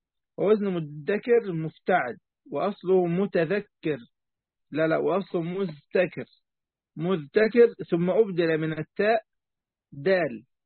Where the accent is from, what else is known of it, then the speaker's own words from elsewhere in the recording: Egypt; عندنا في مصر